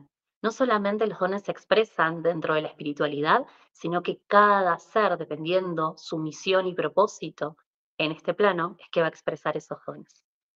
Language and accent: Spanish; Mendoza, Argentina; soy de Argentina, Mendoza